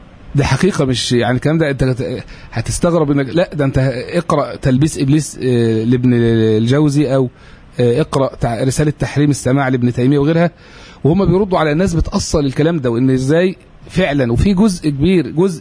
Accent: Egypt; عندنا في مصر الدولة تفسح جدا جدا لهذا الاتجاه.

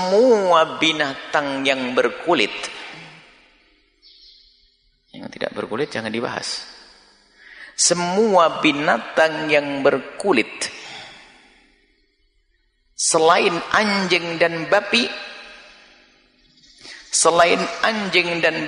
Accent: Java, Indonesia; Karena saya orang Jawa, orang Indonesia punya terasi sama petis.

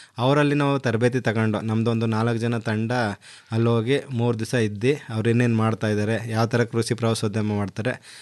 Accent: Dinka, Karnataka, India; ನನ್ನೂರು Dinka ಗ್ರಾಮ, ಪಾಂಡುಪುರ ತಾಲೂಕು, ಮಂಡ್ಯ ಜಿಲ್ಲೆ. ಮೂಲತಃ ನಾನು ಕೃಷಿಕ. ನನ್ನ ತೋಟದಲ್ಲಿ ವಾಸ ಮಾಡ್ತಾ ಪರಿಪೂರ್ಣವಾಗಿ ಕೃಷಿ ಮಾಡ್ತಾ ಇದ್ದೀನಿ.

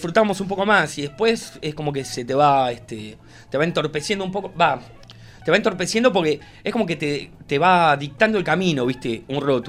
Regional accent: La Plata, Buenos Aires Province, Argentina; Somos de La Plata.

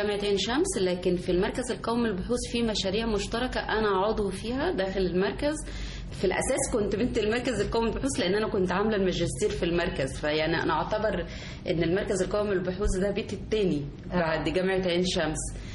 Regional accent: Egypt; وأنا كأم مصرية يعني أنا زي أي أم مصرية

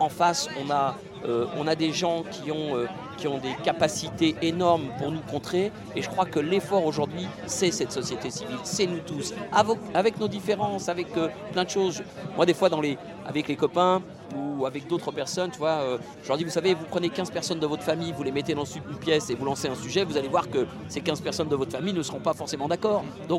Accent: Paris, Île-de-France, France; Alors moi je suis un titi parisien, militant associatif depuis une trentaine d'années

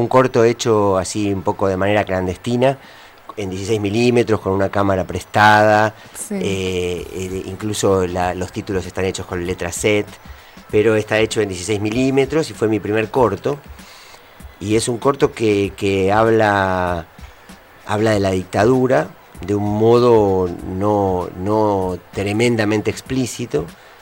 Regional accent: Villa Gesell, Buenos Aires Province, Argentina; la fuimos a hacer a mi pueblo, a Villa Gesell

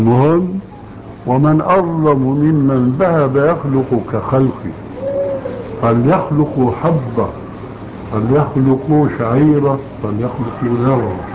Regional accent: Syria; وكما يقولون عندنا في الشام حطينا رجلينا مي بارد

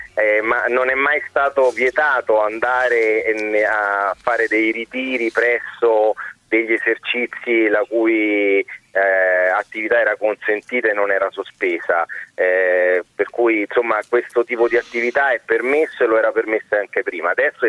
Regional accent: Rome, Lazio, Italy; born there; Faccio un esempio purtroppo che sta capitando nella mia città natale, Roma.

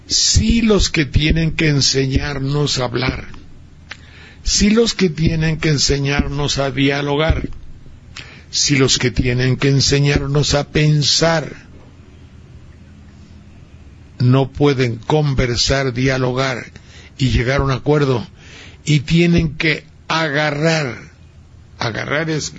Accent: Xalapa, Veracruz, Mexico; ¿saben ustedes que mi tierra, Jalapa, está en un tsunami terrorífico?

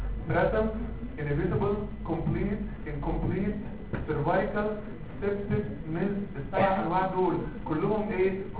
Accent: Egypt; احنا كمصريين عندنا حياه عينينا بتبص فين؟ في الارض.

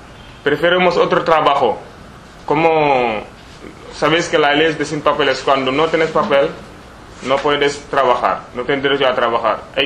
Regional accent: Senegal; now in Spain; Soy de Senegal. Llevo menos de 2 años en España.

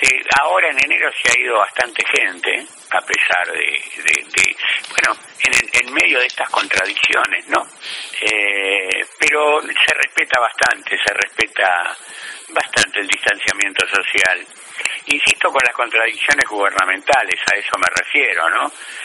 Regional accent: Buenos Aires, Argentina; Nací aquí en Capital Federal, sí, sí. Originalmente en el barrio de Flores, viviendo mucho tiempo en el barrio de Flores, muchos años, y hace más de 20 años aquí en Floresta.

